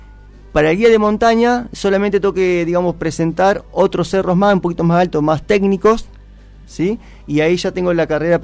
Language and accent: Spanish; Buenos Aires, Argentina; No, le digo, imposible, yo soy de Buenos Aires.